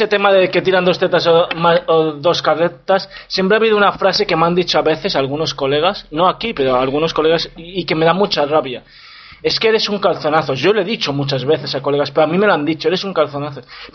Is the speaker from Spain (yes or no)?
yes; Spain; now in Wrocław, Poland; pero yo les digo que soy español.